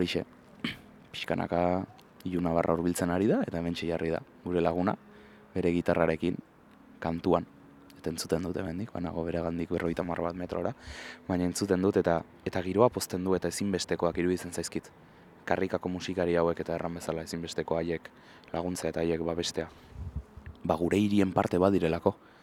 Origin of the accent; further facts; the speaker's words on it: Bilbao, Basque Country, Spain; Bilboko kokapenak dira hauek, ba artearekin dudan lotura sendotu duten museoak zalantzarik gabe, nire haurtzaro eta gaztaroan.